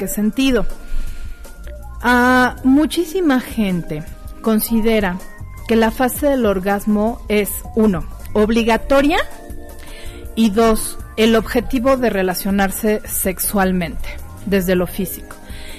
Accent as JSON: {"language": "Spanish", "country": "Mexico", "said": "estas pícaras que como mexicanos utilizamos para referirnos a las relaciones sexuales"}